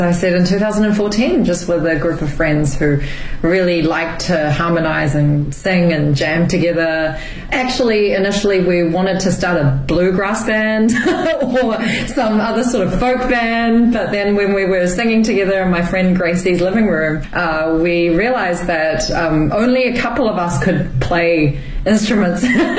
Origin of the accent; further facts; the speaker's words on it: Auckland, New Zealand; now in Beijing, China; I'm from Auckland, New Zealand.